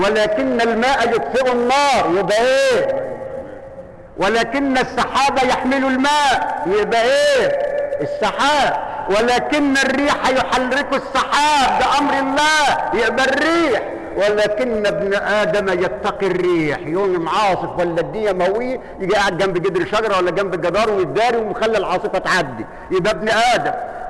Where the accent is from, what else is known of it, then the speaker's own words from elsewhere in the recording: Egypt; إحنا كلنا كده كمصريين ويمكن كعرب